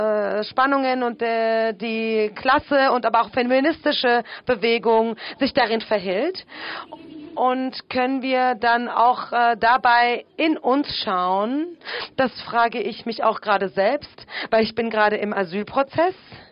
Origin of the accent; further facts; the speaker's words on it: Turkey; Ich komme aus der Türkei. Mir ist Rassismus durchaus bekannt. Ich bin aus der Türkei.